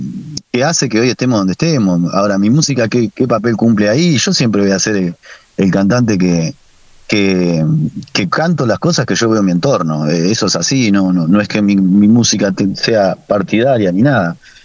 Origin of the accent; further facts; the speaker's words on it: Argentina; que nos representan muchísimo como argentinos también